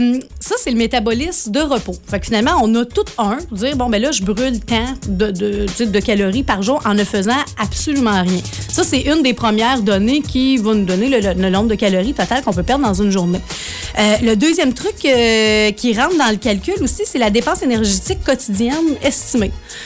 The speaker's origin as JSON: {"language": "French", "town": "Saint-Lin", "region": "Quebec", "country": "Canada", "accent": "Saint-Lin", "said": "ça, c'est mon accent de Saint-Lin qui ressort."}